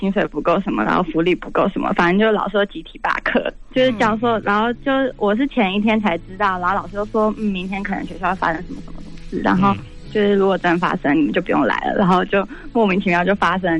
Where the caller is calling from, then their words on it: Pennsylvania, United States; 我现在就是从美国打电话过来。